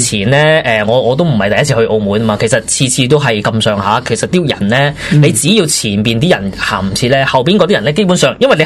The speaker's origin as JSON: {"language": "Cantonese", "town": "Guangzhou", "region": "Guangdong", "country": "China", "said": "系我哋系我哋广州人先会觉得有问"}